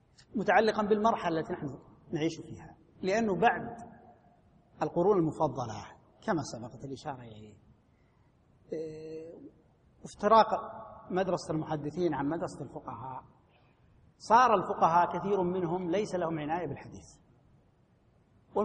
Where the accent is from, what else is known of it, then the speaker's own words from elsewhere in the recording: Najd, Saudi Arabia; عندنا في نجد كانت الفتية على رأي واحد